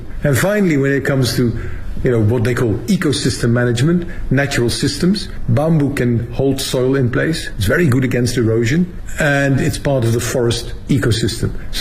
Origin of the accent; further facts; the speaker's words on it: Netherlands; English is a second language; now in Beijing, China; I'm actually from the Netherlands originally, but I'm currently the Director General of the International Bamboo and Rattan Organization, based here in Beijing, in China.